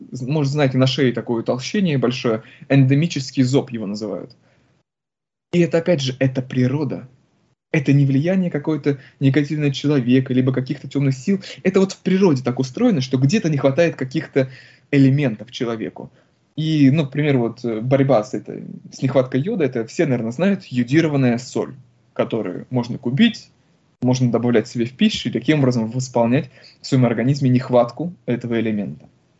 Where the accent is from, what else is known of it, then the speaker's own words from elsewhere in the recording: Republic of Karelia, Russia; born there; Я, допустим, родился в Карелии, мне она очень нравится, просто влюблен в нее.